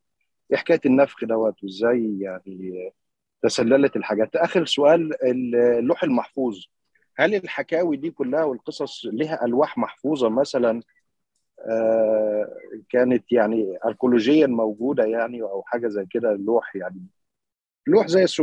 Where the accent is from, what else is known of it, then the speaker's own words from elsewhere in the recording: Egypt; زي ما بنقول عندنا في مصر مثلا